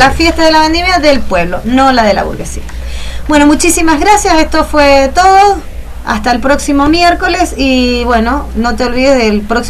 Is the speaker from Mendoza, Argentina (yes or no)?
yes; Mendoza, Argentina; en representación no en representación de nadie, como mendocino.